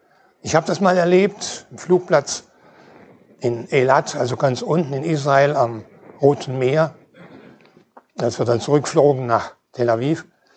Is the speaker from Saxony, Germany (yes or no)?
no; Schleswig-Holstein, Germany; aus der Freien Evangelischen Gemeinde in Norderstedt. Ich komme also aus Schleswig-Holstein.